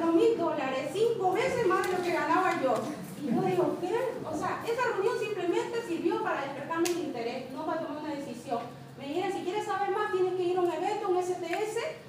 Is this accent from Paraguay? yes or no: no; Bolivia; Soy de Bolivia, el país quizá más pobre de Sudamérica, donde prácticamente el 80% de su población es indígena.